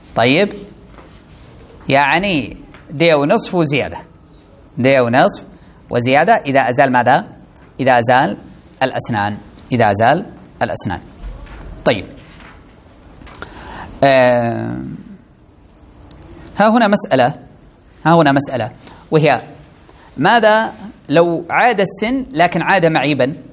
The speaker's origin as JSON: {"language": "Arabic", "country": "Saudi Arabia", "said": "طيب عندنا في السعودية اثنين كذا"}